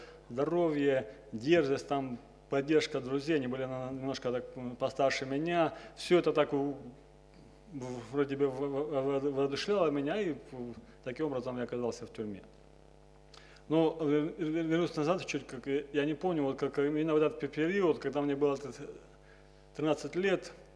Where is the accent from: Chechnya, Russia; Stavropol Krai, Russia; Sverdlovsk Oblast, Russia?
Stavropol Krai, Russia; Nevinnomyssk; Приехал я с Кавказа, Северного Кавказа, со Ставрополя, город Невинномысск.